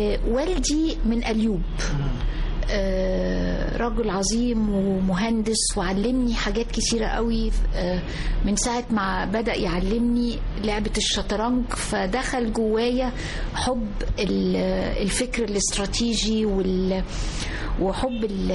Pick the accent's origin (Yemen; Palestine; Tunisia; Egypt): Egypt; Upper Egypt; أنا يعني مصرية من الصعيد ومن يعني الوجه البحري والوجه القبلي. أمي من سوهاج،